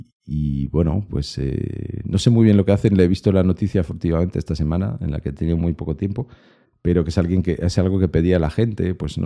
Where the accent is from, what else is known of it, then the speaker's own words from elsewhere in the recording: Lyon, Auvergne-Rhône-Alpes, France; Spanish is a second language; hay un salón de domótica robótica que se hace en mi tierra, en Lyon, todos los años.